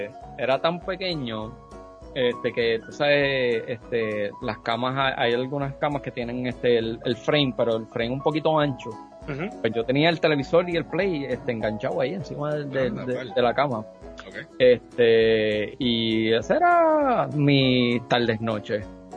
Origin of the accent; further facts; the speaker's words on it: Aibonito, Puerto Rico; now in Carolina, Puerto Rico; estoy viviendo en un pueblo que no es el mío. Yo soy original de Ibonito, estoy viviendo en Carolina. Me mudé para acá hace ya 15 años.